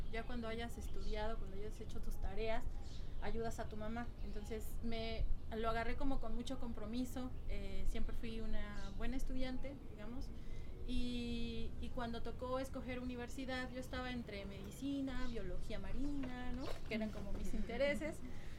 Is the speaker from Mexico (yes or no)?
yes; Oaxaca, Mexico; moved away as an adult; now in Mexico City, Mexico; de Oaxaca, en la parte del Valle de Tehuacán.